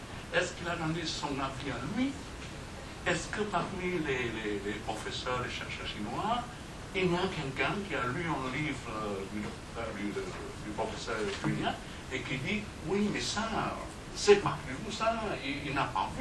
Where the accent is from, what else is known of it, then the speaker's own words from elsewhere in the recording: Vietnam; vietnamien, et puis … chinois, mais en fait je suis vietnamien.